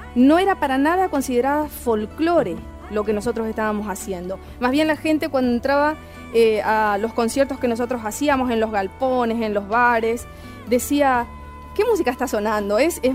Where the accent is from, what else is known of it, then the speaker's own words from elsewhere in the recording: Chaco, Argentina; also born or lived in Clorinda, Formosa; Yo soy de Formosa, Clorinda, criada en el Chaco. Diego es de Resistencia Chaco. Y hacemos la música de nuestros pueblos originarios. Yo tengo sangre guaraní